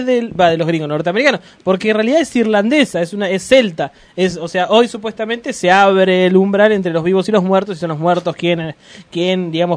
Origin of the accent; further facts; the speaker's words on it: Argentina; nosotros somos argentinos cuando nacemos en Argentina y somos argentinos cuando elegimos ser argentino.